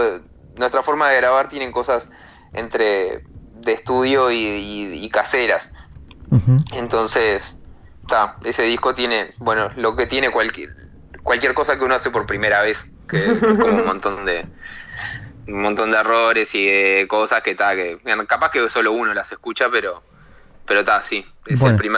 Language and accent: Spanish; Montevideo, Uruguay; He vivido en muchos lugares, o sea, cuando era niño adolescente viví en Aguada, en el centro, en Positos, en Punta Carretas, después de joven viví en El Prado, viví en Capurro, viví en Jacinto